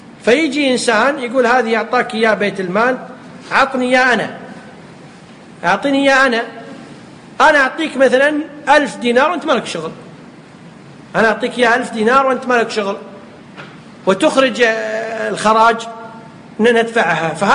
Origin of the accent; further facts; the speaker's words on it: Kuwait; يمكن يسميها عندنا في الكويت شو يسمونها